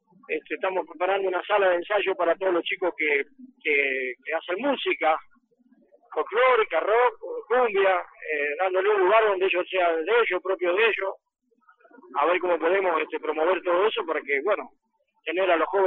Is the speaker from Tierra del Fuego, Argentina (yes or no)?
no; Roque Pérez, Buenos Aires Province, Argentina; lucho para que mi pueblo esté en los mejores pueblos de la provincia de Buenos Aires